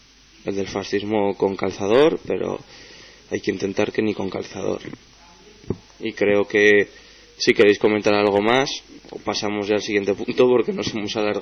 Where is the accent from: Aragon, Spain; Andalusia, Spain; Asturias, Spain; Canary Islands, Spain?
Aragon, Spain; Zaragoza; las radios alternativas de Zaragoza, a los que somos maños